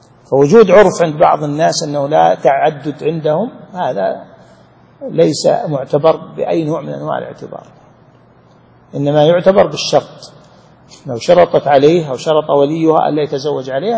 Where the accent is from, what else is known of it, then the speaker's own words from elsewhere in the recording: Saudi Arabia; عندنا في السعودية مثلا في بعض المدن والقرى الغالب عندهم التعدد